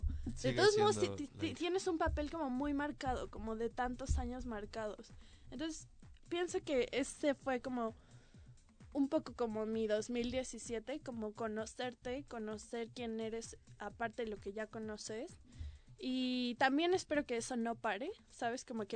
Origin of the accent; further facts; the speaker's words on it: Mexico; principalmente tal vez como mexicanos, no sé si en otros, no sé cómo sea en otros lugares, pero pienso como que en México hay una importancia familiar como muy grande